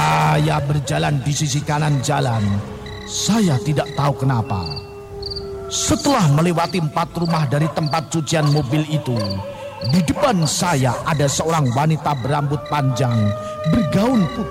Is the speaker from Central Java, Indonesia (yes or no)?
yes; Brebes, Central Java, Indonesia; now in Jakarta, Indonesia; Saya berasal dari Brebes, Jawa Tengah.